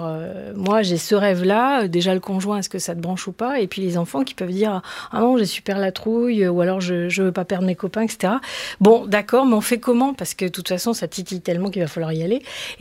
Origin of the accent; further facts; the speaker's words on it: France; on n'est pas tellement dans la culture de l'essai, de l'erreur et de se planter en tant que Français.